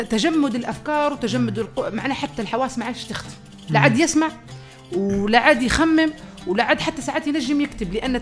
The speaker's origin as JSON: {"language": "Arabic", "country": "Tunisia", "said": "مثلا عندنا في تونس ظاهرة تكل عظام"}